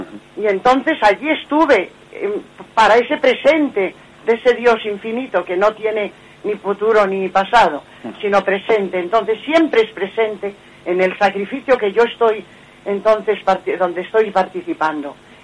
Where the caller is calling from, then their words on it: Madrid, Community of Madrid, Spain; de Madrid.